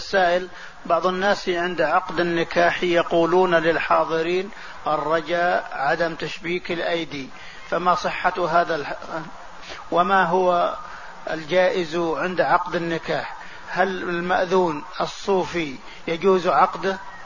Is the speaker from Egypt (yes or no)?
no; Algeria; جئت من بلدي الجزائر إلى مطار جدة،